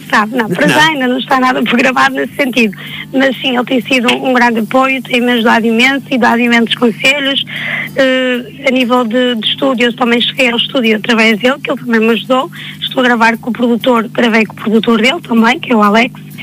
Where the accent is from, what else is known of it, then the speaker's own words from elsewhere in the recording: Marco de Canaveses, Porto, Portugal; Sou de Mar Canaveses.